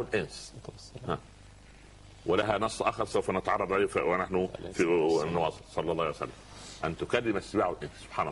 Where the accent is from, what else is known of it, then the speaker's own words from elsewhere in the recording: Egypt; عندنا في مصر مثال لطيف